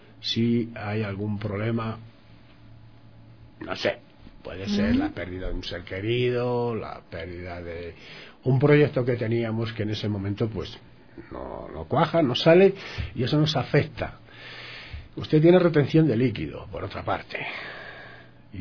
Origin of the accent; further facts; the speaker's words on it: Madrid, Community of Madrid, Spain; Yo soy de Madrid, y en Madrid todo es seco, o sea, el frío es seco.